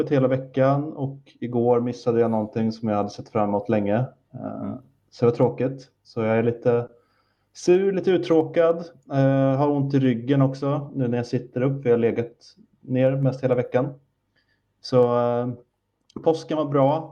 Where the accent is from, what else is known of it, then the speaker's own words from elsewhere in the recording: Vårgårda, Västra Götaland County, Sweden; när jag var liten växte upp i Vårgårda.